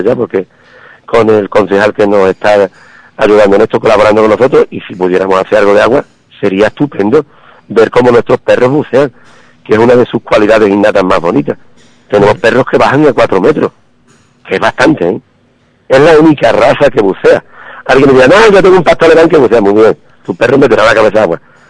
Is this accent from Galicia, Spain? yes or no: no; Ubrique, Andalusia, Spain; Pero es que soy ubriqueño. Ubriqueño ya viejo. Dándome Dios si quiere, que tengo 58 años. Pero ubriqueño de toda la vida, cuando he vivido en el extranjero, me ha dolido mi pueblo siempre.